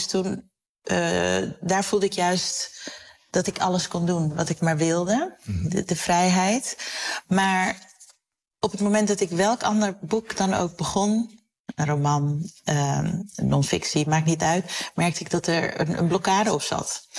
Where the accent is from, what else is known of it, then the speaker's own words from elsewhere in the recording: Koraal Specht, Curaçao; born there; Ik werd in Koraalspecht geboren. Zo'n echte typische Curaçaose wijk.